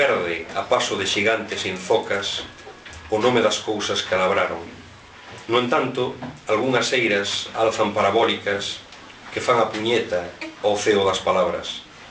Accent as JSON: {"language": "Galician", "town": "Allariz", "region": "Galicia", "country": "Spain", "said": "eu son de Allariz, xa comentaste, iso é inevitable. Mas tamén teño unha parte familiar na Limia, en concreto na Pereira, Concello de Regui de Veiga."}